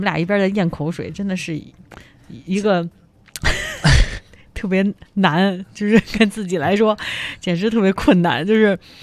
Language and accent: Chinese; Beijing, China; 这是一个非常典型的咱们北京人家里面，就是过节的时候家里会吃的。